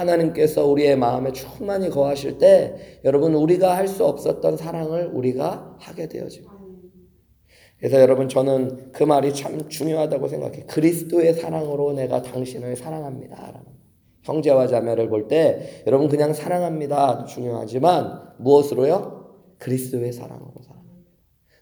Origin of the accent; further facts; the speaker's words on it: Seoul, South Korea; now in United States; 이렇게 미국에 와서 보면은 서울에서 태어나서 서울에서 살아서 농사 같은 거 잘 모르고 흙 잘 모르고 살다가 미국에 와보니까